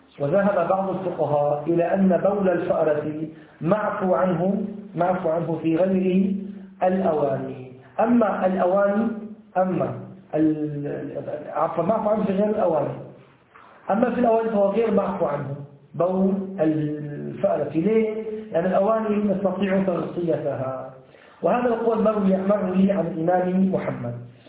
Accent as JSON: {"language": "Arabic", "country": "Syria", "said": "يعني في عندنا في الشام وهنا كذلك لا يوجد هذه الفئران"}